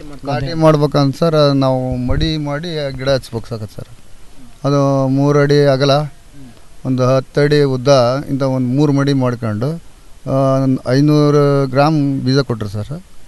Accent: Hirekolasi, Karnataka, India; ಹಿರೇಕೊಳಸಿ sir.

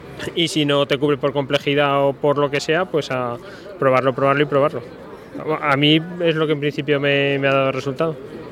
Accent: Aragon, Spain; porque soy de Aragón y ahí somos un poco burros

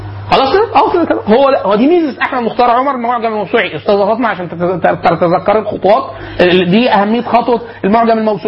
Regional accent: Sohag Governorate, Egypt; انا اصلا من سوهاج

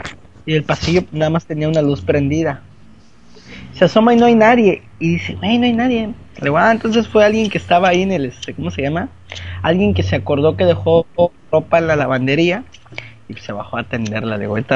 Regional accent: Mexico; todo mundo va a estar ahí como buenos mexicanos haciéndolo al último momento

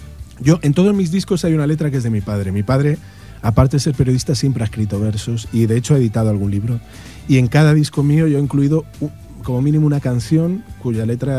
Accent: Community of Madrid, Spain; accent: Madrid; Me recriminan que tengo un acentazo madrileño, pero vamos, que me da igual, encantado, ¿eh?

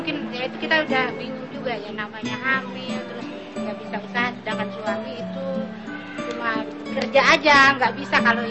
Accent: Jakarta, Indonesia; kan bahasa orang Betawi kan, saya orang Betawi ya.

